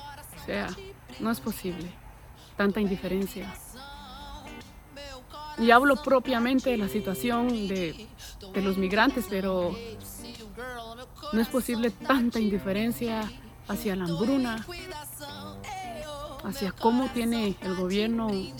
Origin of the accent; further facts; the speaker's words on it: Guatemala; lo digo como guatemalteca que soy, porque después me acusan. Me salen guatemaltecos, ¿y esta de qué país es? Soy de Guatemala. Y como guatemalteca lo digo con toda autoridad.